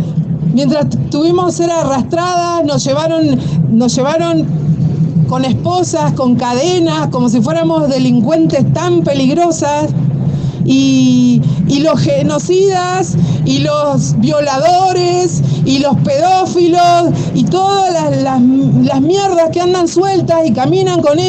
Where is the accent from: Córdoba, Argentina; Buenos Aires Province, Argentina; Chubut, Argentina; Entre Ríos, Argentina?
Chubut, Argentina; Trelew; Lafken Cheñen, Mapuche, Tehuel Cheñen, Trelew, vengo de Trelew